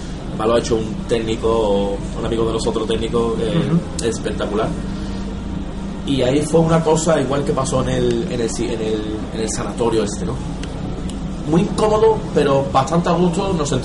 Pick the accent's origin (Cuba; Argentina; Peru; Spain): Spain; Seville, Andalusia; born there; Yo nací en Sevilla, pero lejos de Londres.